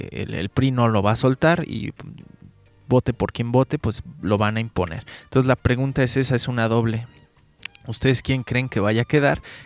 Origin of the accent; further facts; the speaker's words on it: Mexico; ¿Qué nos queda como mexicanos?